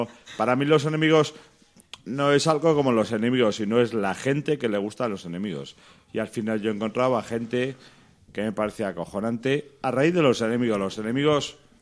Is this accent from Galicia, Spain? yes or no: no; Segovia, Castile and León, Spain; Que soy de Segovia, hostias.